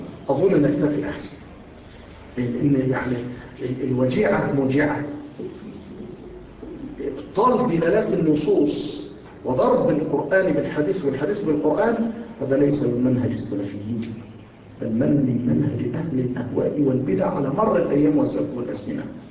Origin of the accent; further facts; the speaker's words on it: Egypt; هؤلاء الأولاد الفتوات عندنا في مصر أيضا